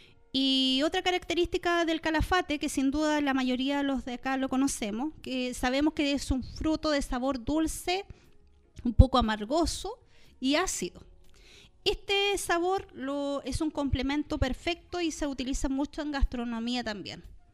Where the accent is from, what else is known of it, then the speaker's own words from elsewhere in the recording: Patagonia, Chile; Para quienes somos de la Patagonia, sabemos que es un arbusto endémico de la Patagonia chilena y argentina.